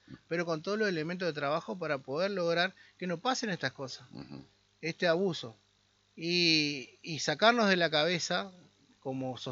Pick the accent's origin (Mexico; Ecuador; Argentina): Argentina; Somos argentinos, hay que salir de adelante.